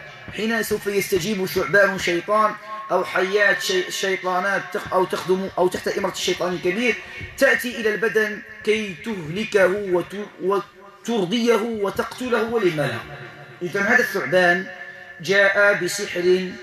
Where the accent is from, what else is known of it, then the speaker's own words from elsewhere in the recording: Morocco; وهذا يقع كثيرا عندنا في المغرب